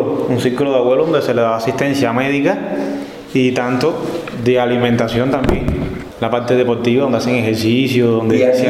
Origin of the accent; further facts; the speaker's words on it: Cayo Ramón, Cuba; Yo soy de aquí, de Cayo Ramón, nacido aquí y estudié y aquí me quedé. Y aquí voy a estar para la historia.